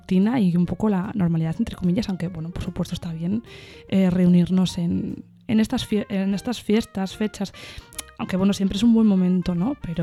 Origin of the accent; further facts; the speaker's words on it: Cantabria, Spain; porque yo soy de Cantabria.